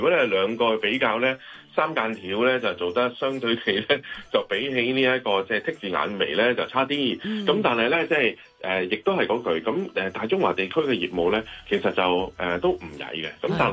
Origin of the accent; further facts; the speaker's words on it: Hong Kong; 我哋香港人